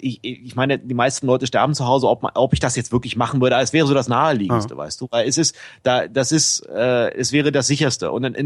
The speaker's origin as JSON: {"language": "German", "region": "Berlin", "country": "Germany", "said": "Der erste Umzug war ich komme eigentlich aus Berlin-Pankow. Und der erste Umzug war von Berlin-Pankow nach Charlottenburg, weil ich in Wilmersdorf einen Job hatte damals."}